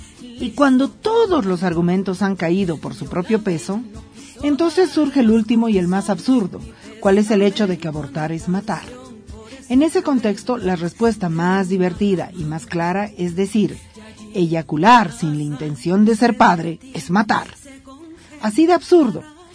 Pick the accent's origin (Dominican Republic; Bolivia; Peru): Bolivia; como mujeres bolivianas defenderemos la despenalización del aborto por convicciones propias